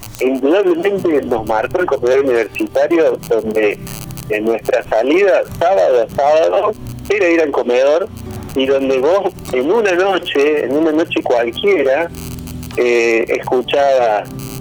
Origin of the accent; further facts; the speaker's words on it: Córdoba, Argentina; pertenecen ya al imaginario colectivo y a la sensibilidad une como cordobeses o como argentinos